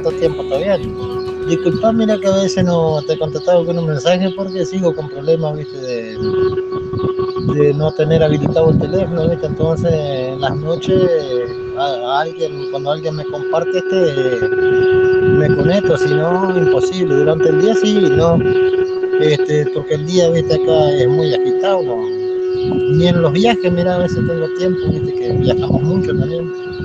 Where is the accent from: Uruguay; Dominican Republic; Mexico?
Uruguay; me presento, y soy uruguayo y tal